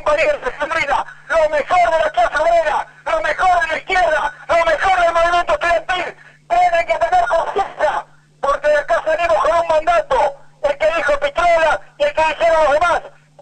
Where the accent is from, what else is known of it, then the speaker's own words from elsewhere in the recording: Río Gallegos, Santa Cruz, Argentina; después de años he venido a Patagonia, a mi Patagonia porque soy de Río Gallegos